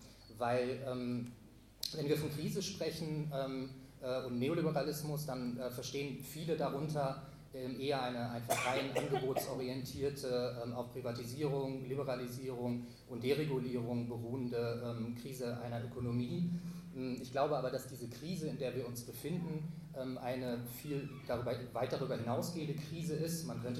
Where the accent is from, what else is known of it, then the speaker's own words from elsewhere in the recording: Berlin, Germany; Ich komme aus Berlin